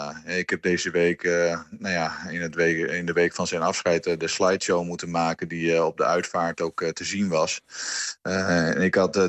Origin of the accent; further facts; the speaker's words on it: Hardenberg, Overijssel, Netherlands; Wij komen uit Hardenberg allebei.